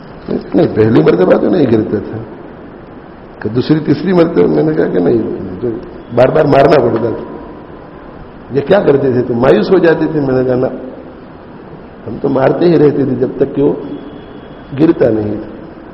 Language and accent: Urdu; Leicester, East Midlands, United Kingdom; دیکھو میں انگلینڈ میں بڑا ہوا ہوں